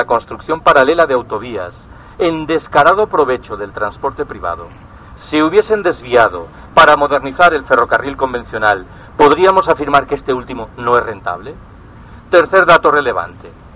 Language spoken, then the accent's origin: Spanish; Galicia, Spain; Yo soy gallego.